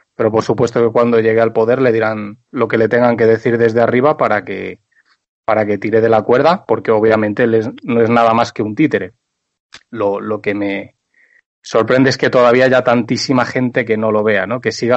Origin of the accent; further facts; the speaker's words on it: Galicia, Spain; Yo por lo menos lo hago, siendo gallego con más razón, dentro de la unidad nacional, por supuesto.